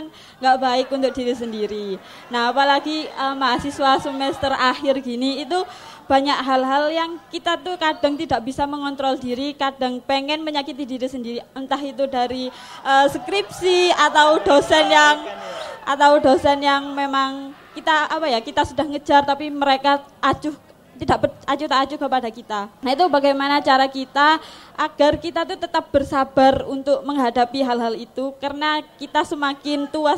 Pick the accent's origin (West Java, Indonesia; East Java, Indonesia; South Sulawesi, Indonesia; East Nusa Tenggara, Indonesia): East Java, Indonesia; Mojokerto; asal dari Mojokerto.